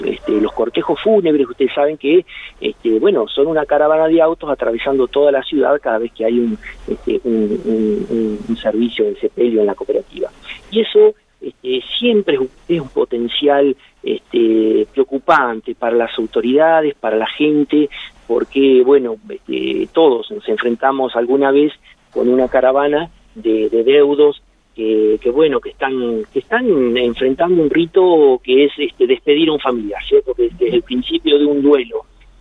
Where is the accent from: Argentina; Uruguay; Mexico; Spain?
Argentina; Douglas; yo soy nacido en un pueblo, en Douglas.